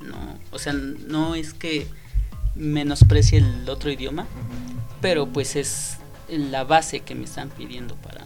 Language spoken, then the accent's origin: Spanish; Puebla, Mexico; somos poblanos, ¿no? nuestro acento también es de los más neutros, porque no es el mismo acento de aquí que el de México, que se supone que es el centro del país